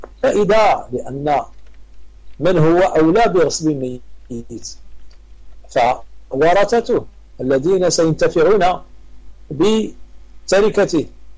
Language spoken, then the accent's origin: Arabic; Morocco; تعرف العاده عندنا في المغرب تيديروا صدقه في الليل ولا في اليوم الموالي